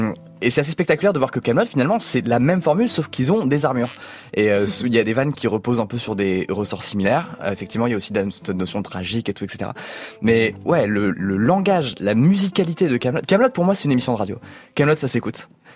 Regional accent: France; on aime penser en tant que français que parfois on est un peu meilleur que les autres

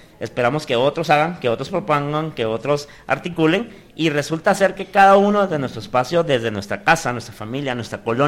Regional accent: Guatemala; no se hubiera logrado si no hubiéramos actuado como guatemaltecos, como sociedad

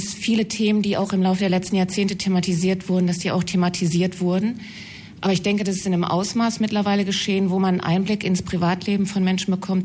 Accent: Bochum, North Rhine-Westphalia, Germany; Ich komme aus Bochum und ich kenne Sie.

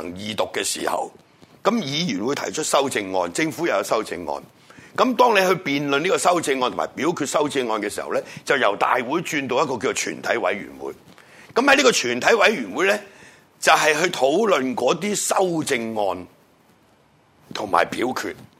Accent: Hong Kong; 但我哋土生土長，我哋嘅下一代點算

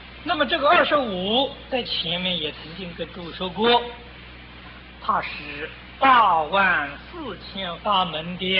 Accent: China; 对我们中国人来说，缘分特别的深

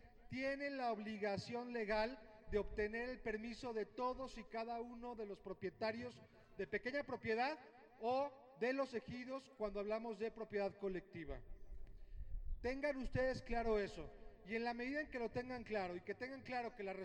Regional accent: Guanajuato, Mexico; en Guanajuato, de donde yo vengo

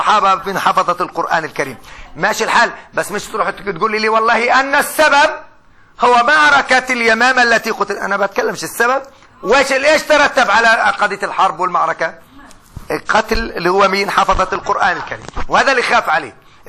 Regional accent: Palestine; حتى احنا كفلسطينيين

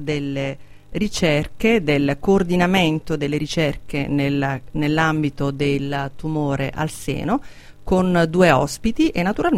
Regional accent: Abruzzo, Italy; Scusate, io sono abruzzese, quindi sponsorizzo i musicisti della mia regione quando li conosco.

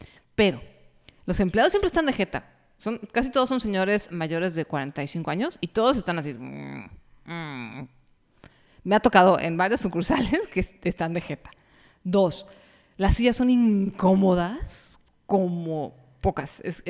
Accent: Mexico; yo en incontables restaurantes, no nada más cafeterías, restaurantes en México, en mi país, no nada más en la Ciudad de México o en Mérida, me tratan como de, ay, ya váyase

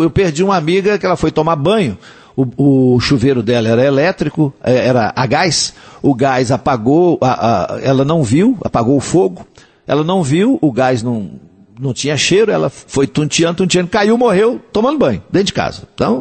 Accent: Coromandel, Minas Gerais, Brazil; tem uma oração de autoria de uma escritora lá da minha terra, lá de Coromandel

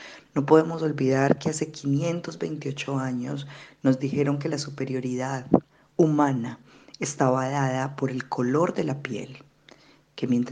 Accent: Colombia; born there; nací en Colombia, en lo que hoy es Colombia.

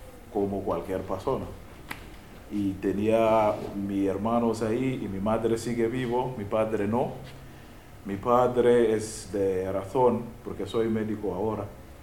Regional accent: Uganda; Spanish is a second language; also born or lived in Mumbai, India; Vengo de Uganda. Es en el este de África.

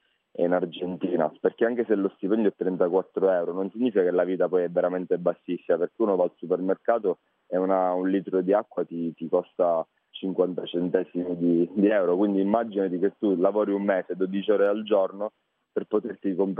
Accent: Sicily, Italy; accent: Sicilian; Sono della provincia più meridionale, la provincia di Ragusa, conosciuta per il barocco

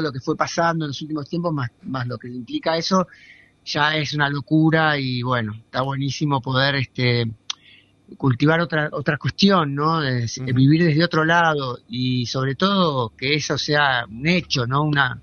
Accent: Buenos Aires, Argentina; moved away as an adult; now in Capilla del Monte, Argentina; yo vengo de Buenos Aires hace 3 años y medio que estamos viviendo acá en el Faldeo, en Capilla del Monte

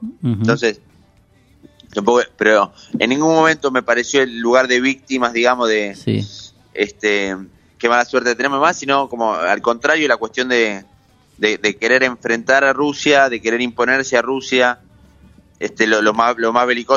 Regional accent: Ezpeleta, Buenos Aires Province, Argentina; me hicieron arrancar por pensar en mi infancia ahí en Espeleta

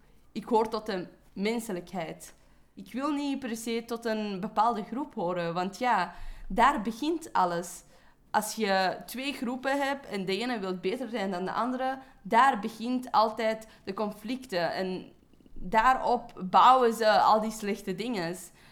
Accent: Afghanistan; Maar dan heb je de Afghaanse gemeenschap. En daar word ik ook niet altijd gezien als een Afghaan. Want ja, ik ben kei westers en ik heb andere ideeën.

